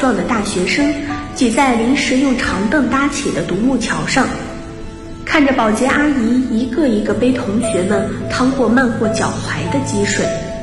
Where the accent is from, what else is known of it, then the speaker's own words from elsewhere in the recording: Changsha, Hunan, China; 来自湖南长沙，距离我的家乡848公里。